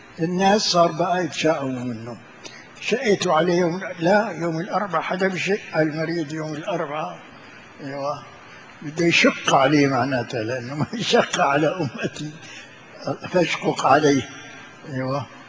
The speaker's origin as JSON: {"language": "Arabic", "town": "Sanaa", "region": "Amanat Al Asimah", "country": "Yemen", "said": "قلنا له نحن اولاد صنعاء"}